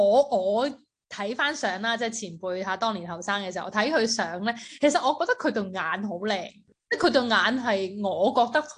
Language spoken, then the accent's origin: Cantonese; Hong Kong; 而家我哋香港人比较熟悉啲就系阿恒儿啦、阿定欣佢哋